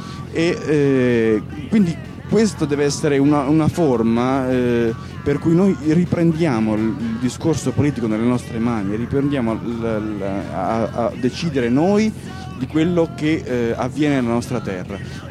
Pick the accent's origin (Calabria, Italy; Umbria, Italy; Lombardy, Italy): Calabria, Italy; noi dobbiamo portare avanti un'altra cosa come calabresi